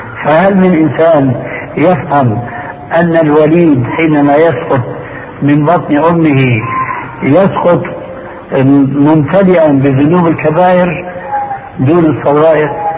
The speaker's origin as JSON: {"language": "Arabic", "country": "Syria", "said": "وكما يقول عندنا في سوريا"}